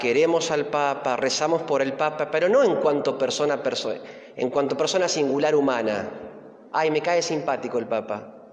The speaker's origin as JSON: {"language": "Spanish", "town": "Flores", "region": "Buenos Aires", "country": "Argentina", "tie": "born or raised there", "said": "Y porque nació en Flores, donde yo nací. Los primeros años fueron en Flores, yo también."}